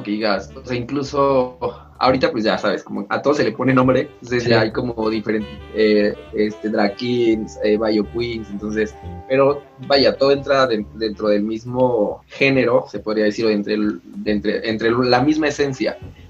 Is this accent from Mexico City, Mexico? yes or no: no; Oaxaca, Mexico; Yo soy de Oaxaca.